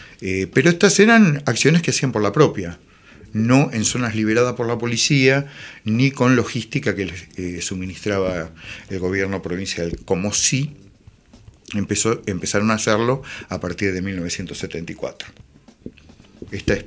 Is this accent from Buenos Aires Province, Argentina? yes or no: yes; La Plata, Buenos Aires Province, Argentina; Tanto Alberto Elizalde Leal como yo somos de La Plata, militamos en La Plata, después en otros lados, pero en La Plata, en la década del 70